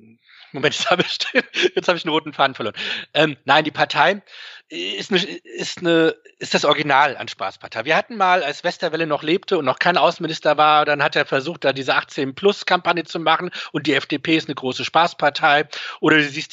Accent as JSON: {"language": "German", "town": "Frankfurt am Main", "region": "Hesse", "country": "Germany", "tie": "born or raised there", "said": "Und dann komme ich aus Frankfurt am Main. Ich bin hier auch groß geworden."}